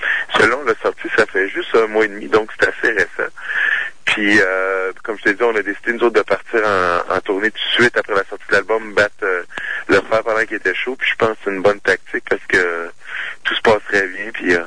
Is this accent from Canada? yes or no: yes; Trois-Rivières, Quebec, Canada; je suis originaire de Trois-Rivières, comme le saxophoniste René de Montigny.